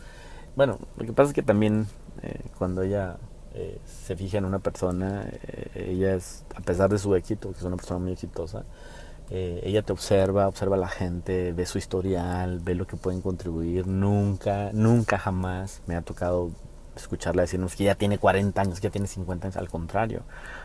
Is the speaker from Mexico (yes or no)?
yes; Mexico; yo como mexicano me motiva